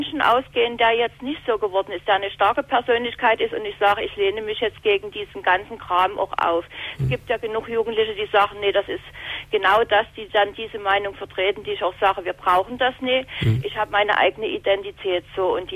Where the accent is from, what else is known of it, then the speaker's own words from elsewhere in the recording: eastern Germany, Germany; ich komme jetzt aus dem Osten